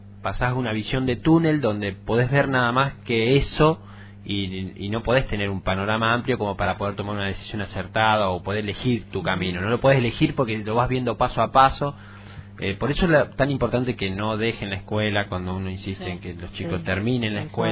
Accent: Rosario, Santa Fe, Argentina; Yo vengo de Rosario, particularmente tras la sierra yo lo veo muy cerrado, y en general muchos de los que venimos de afuera lo vemos de esa manera

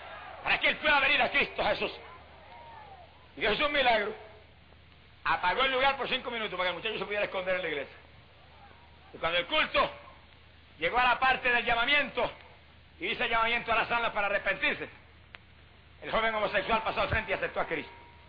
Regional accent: Puerto Rico; Y en mi país, en Puerto Rico, es una vergüenza decirlo

